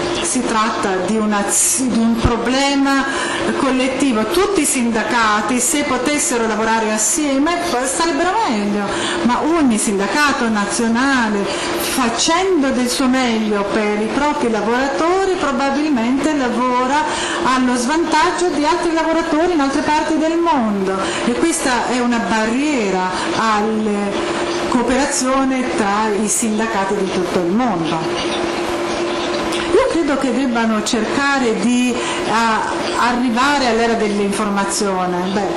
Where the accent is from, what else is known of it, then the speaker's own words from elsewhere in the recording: United States; io sono scettico in quanto statunitense